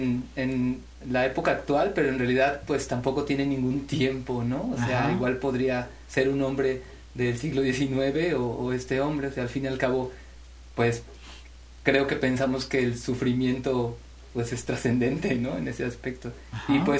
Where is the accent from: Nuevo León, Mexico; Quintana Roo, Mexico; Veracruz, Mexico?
Veracruz, Mexico; Xalapa; Solamente 2 compañeros somos de Jalapa.